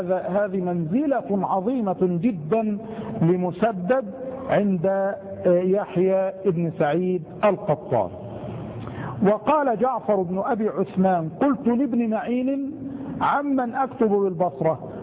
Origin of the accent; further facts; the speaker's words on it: Egypt; وهي الكلمة الدارجة التي سهلت في لهجتنا نحن المصريين